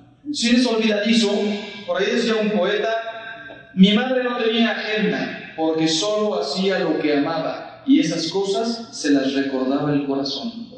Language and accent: Spanish; Mexico; y yo soy mexicano